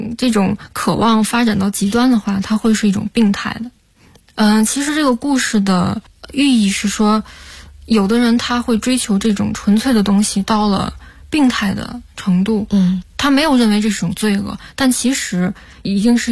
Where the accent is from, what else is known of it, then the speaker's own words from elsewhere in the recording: Tianjin, China; now in Beijing, China; 就是在租的房子里长大的，因为我是天津人嘛，天津那边住房的环境条件也是一直都不太好，也是一直是20多平米要住三代人，我们小的时候住房条件都不太好，租的房子也很糟糕，然后长大到了北京